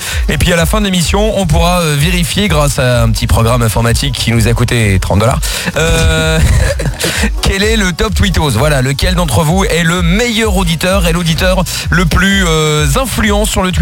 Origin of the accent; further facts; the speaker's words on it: Portugal; French is a second language; chez moi au Portugal, tu vas souvent dans des bars